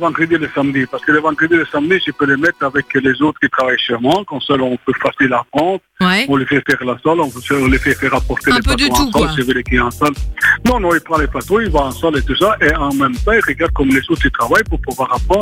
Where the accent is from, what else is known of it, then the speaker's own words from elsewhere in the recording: Italy; Oui, je suis italien, mais bon, j'ai pas de pizza, j'ai fait des frites.